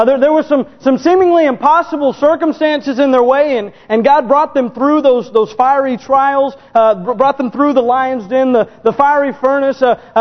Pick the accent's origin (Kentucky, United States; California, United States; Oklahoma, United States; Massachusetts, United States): Oklahoma, United States; Now, I am from Oklahoma, so Hebrews chapter...